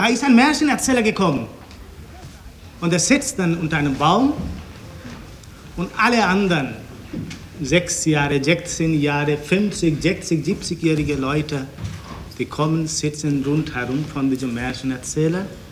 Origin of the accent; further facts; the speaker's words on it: India; Ich werde heute zuerst nicht aus meiner Heimat, Indien, sondern aus China erzählen.